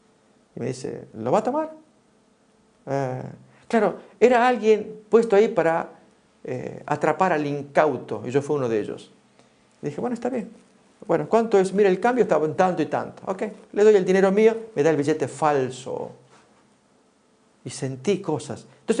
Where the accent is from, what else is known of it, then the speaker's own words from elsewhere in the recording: Argentina; Y allá en mi país, en la ciudad principal, en Buenos Aires, había una zona, ahí tenemos el peso argentino.